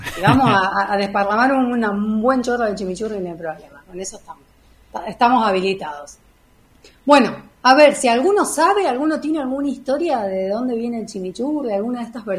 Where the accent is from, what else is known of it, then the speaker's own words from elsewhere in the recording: Argentina; este aderezo que tanto nos caracteriza como argentinos